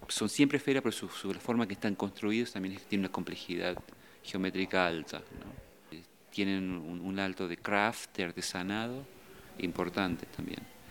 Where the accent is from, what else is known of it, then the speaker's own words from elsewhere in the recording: Argentina; now in United States; soy argentino, pero vivo en los Estados Unidos, donde soy profesor de arquitectura y estoy afiliado a una escuela también de arte electrónico. Hace unos 10 años que vivo en Estados Unidos